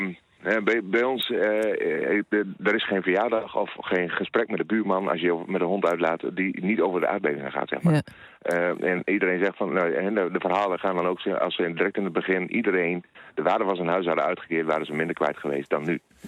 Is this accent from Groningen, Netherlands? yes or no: yes; Overschild, Groningen, Netherlands; Het dorp waar ik opgegroeid ben, Overschild.